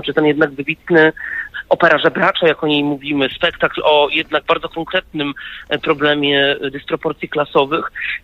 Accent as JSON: {"language": "Polish", "town": "Wrocław", "region": "Lower Silesian Voivodeship", "country": "Poland", "said": "Ja sam jestem wrocławianinem"}